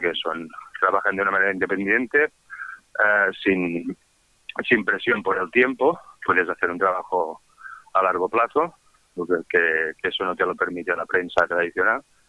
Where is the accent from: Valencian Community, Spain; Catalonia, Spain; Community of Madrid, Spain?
Catalonia, Spain; Vic; yo empecé con un trabajo en mi pueblo, en Vic